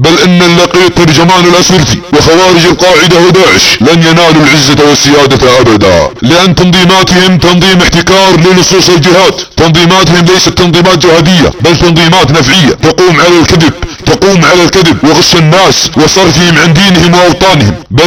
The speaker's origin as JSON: {"language": "Arabic", "country": "Saudi Arabia", "said": "يا ابناء وطننا في السعودية ان بلادنا تتعرض لحرب فكرية"}